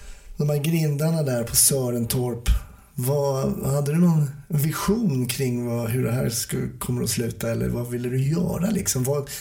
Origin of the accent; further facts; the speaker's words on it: Stockholm, Stockholm County, Sweden; jag som är stockholmare var ju kvar i samma stad.